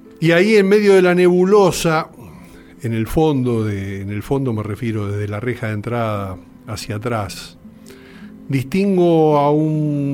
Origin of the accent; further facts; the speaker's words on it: Argentina; Yo, como argentino, no conocía demasiado